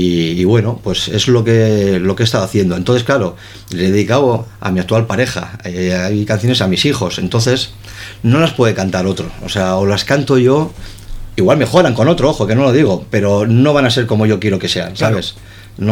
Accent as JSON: {"language": "Spanish", "town": "Santurtzi", "region": "Basque Country", "country": "Spain", "lives_now": "Zierbena, Spain", "said": "No, yo soy de Santurce, sí. Ahora no vivo en Santurce, vivo en Ciérvana, estupendamente, pero yo soy de Santurce. Y siempre lo seré."}